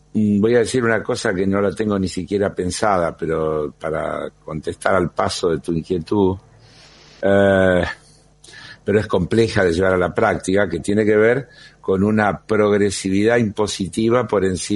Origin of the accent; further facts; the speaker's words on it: Argentina; no puede ser que los argentinos paguemos la carne como en China o en París.